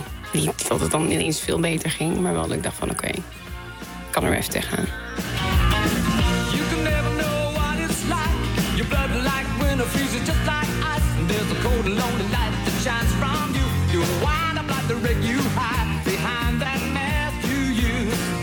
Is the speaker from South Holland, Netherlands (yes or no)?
no; Amsterdam, North Holland, Netherlands; Ik ben opgegroeid in Amsterdam-West en op een autovrij terrein.